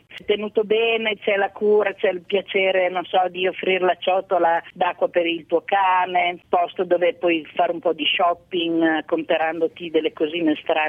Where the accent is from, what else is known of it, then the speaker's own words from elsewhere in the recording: Piedmont, Italy; in primavera pioveva una volta tantissimo dalle mie parti, sulle Prealpi piemontesi